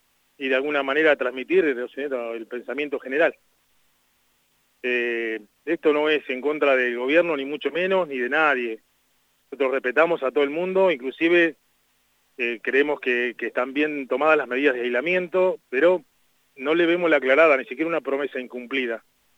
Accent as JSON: {"language": "Spanish", "region": "La Pampa", "country": "Argentina", "tie": "born or raised there", "said": "Nosotros nacimos en La Pampa, crecimos con esto, es parte de nuestra cultura"}